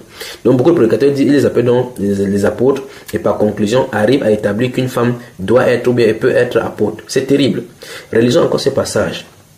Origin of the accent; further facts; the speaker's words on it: Cameroon; puisque je suis Camerounais, prend le cas de mon président